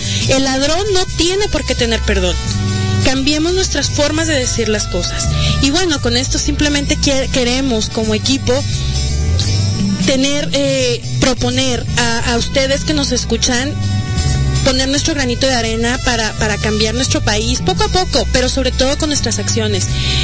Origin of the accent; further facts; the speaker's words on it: Arandas, Jalisco, Mexico; moved away as an adult; now in Guadalajara, Mexico; Yo soy de Arandas, yo vine hace 10 años ya a estudiar la universidad aquí a Guadalajara